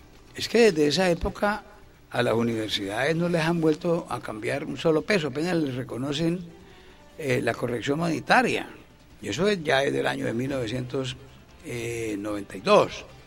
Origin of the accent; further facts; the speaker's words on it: Barrancabermeja, Santander, Colombia; pongo un ejemplo en pequeño, mi pueblo, Barranca Bermeja.